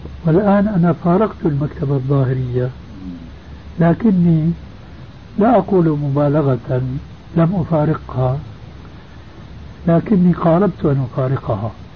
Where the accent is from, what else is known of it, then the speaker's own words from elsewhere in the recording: Syria; وبلطو سيرة أيضا يقولون عندنا في الشام